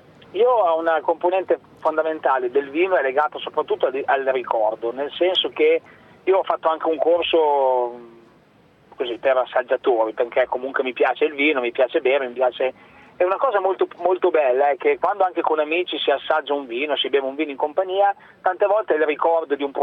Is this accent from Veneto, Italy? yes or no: no; Milan, Lombardy, Italy; also born or lived in banks of the Po; io sono di Milano ma sono nato sulle sponde del Po